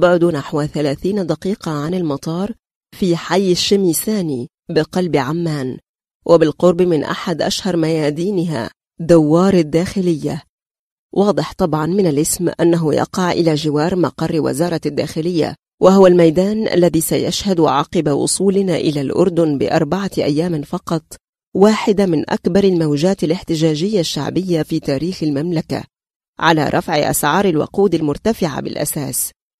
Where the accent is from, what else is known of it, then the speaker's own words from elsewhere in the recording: Egypt; accent: Egyptian; لا يبدو أحد هنا مندهشا من لهجتي المصرية